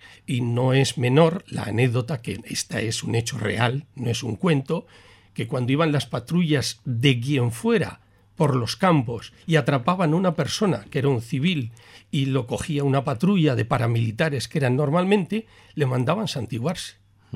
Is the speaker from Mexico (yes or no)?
no; Bilbao, Basque Country, Spain; Yo soy de Bilbao.